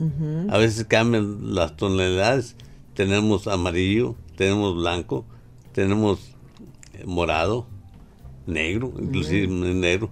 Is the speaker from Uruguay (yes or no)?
no; Galeana, Nuevo León, Mexico; Yo soy del ejido de la Providencia de Galeana.